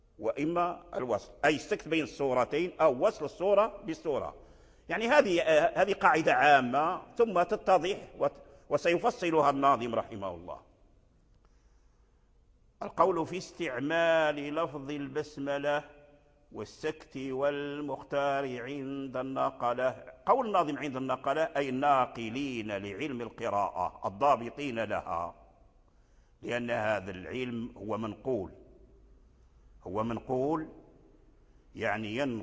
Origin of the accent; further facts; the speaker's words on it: Morocco; الذي جرى عليه العمل عندنا في المغرب وفي فاس